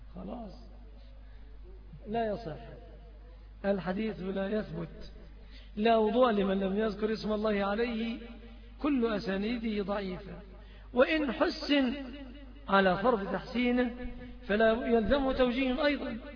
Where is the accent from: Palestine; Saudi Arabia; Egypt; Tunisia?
Egypt; بعض أهل البلاد العربية يأخذوها علينا كمصريين